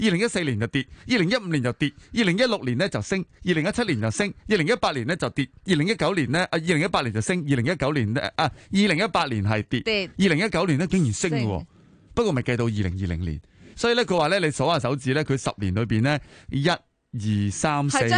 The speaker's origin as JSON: {"language": "Cantonese", "country": "Hong Kong", "said": "我哋香港人咧有一个咧耳熟能详嘅集体回忆口号嘅"}